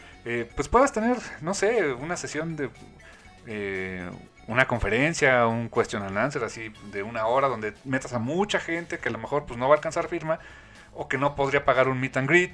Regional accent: Veracruz, Mexico; Por ejemplo, yo soy de Veracruz.

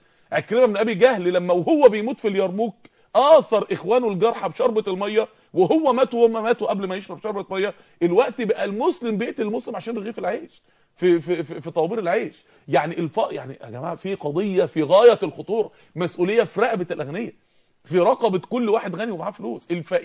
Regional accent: Mansoura, Dakahlia, Egypt; الراجل اللي عندنا في المنصوره

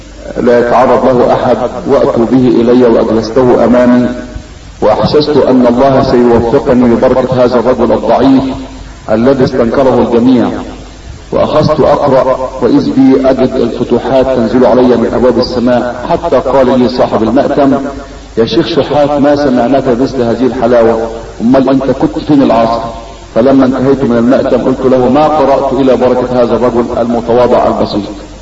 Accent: Tukh Masjid, Gharbia, Egypt; ولقد التقيت به في قريتنا وهي قرية طوخ مسجد مركز الصنطة محافظة الغربية سنة 86

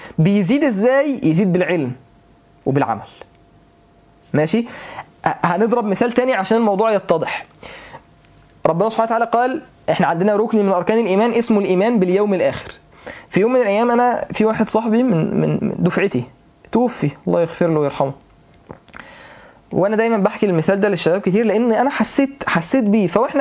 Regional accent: Mansoura, Dakahlia, Egypt; حضرت جنازه شباب في عندنا في المنصوره

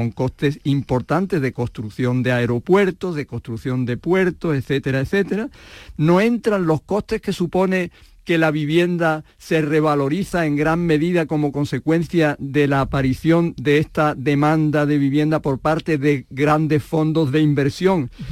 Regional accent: Andalusia, Spain; Que es lo que somos los andaluces, los camareros de Europa.

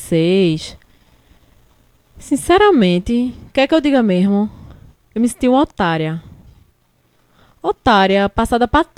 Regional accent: Northeast Region, Brazil; Eu não aceito isso como nordestina, como mulher, entendeu?

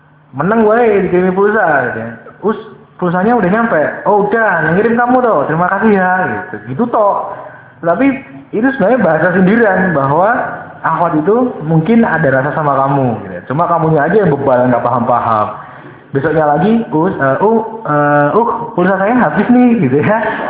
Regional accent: Java, Indonesia; Di dalam Islam, di dalam adat kita sebagai orang Jawa

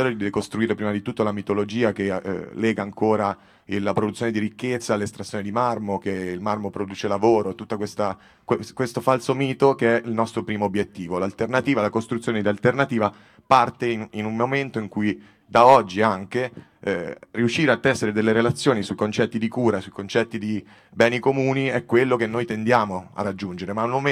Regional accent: Massa Carrara, Tuscany, Italy; vengo da Massa Carrara

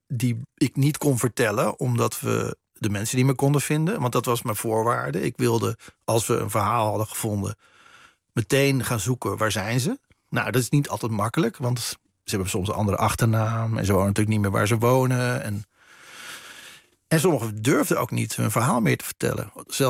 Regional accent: Netherlands; Want ze wisten dat ik uit Nederland kwam.

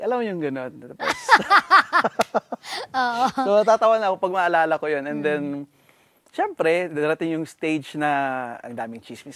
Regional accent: Central Visayas, Philippines; accent: Bisayan; Growing up in Bohol, nung pagkabata, medyo mahirap din ng konti kasi kitang-kita naman sa itsura ko na kakaiba, di ba?

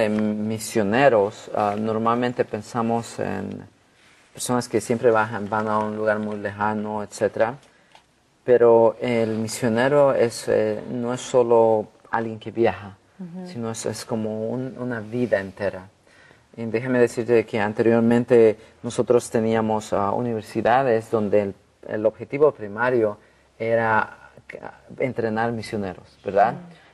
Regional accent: Bolivia; now in United States; Yo soy de Bolivia

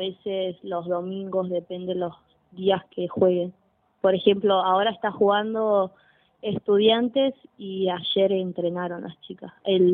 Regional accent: Ezeiza, Buenos Aires Province, Argentina; Yo soy de Ezeiza y yo entreno con Primera en Coronado.

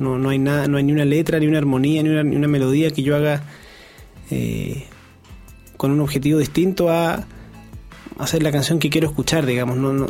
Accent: Santiago, Santiago Metropolitan Region, Chile; Somos todos de Santiago.

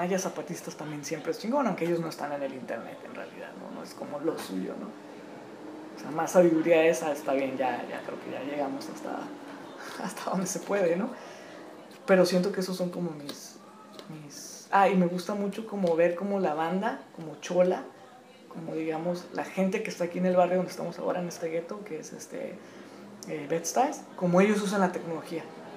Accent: Tijuana, Baja California, Mexico; yo, como mexicano de Tijuana, así medio gringado, en el mal sentido de la palabra

